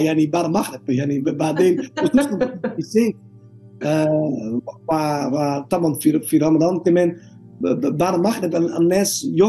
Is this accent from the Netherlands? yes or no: yes; Netherlands; Arabic is a second language; now in Egypt; انا دلوقتي من هولندا، انا بعمل كذا كذا هنا في مصر.